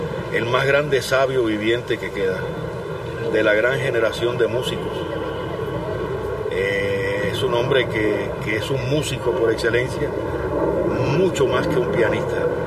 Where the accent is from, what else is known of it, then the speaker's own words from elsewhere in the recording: Cuba; born there; toco una de mis rumbitas de Cuba, de donde yo nací y de donde, y como yo vi bailar a la gente